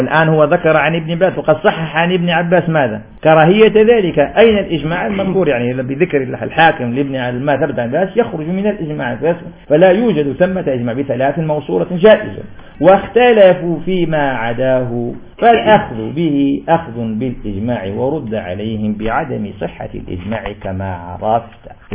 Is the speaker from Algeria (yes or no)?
yes; Algeria; لأن في عرفنا في الجزائر الشفع ومال النافلة البعدية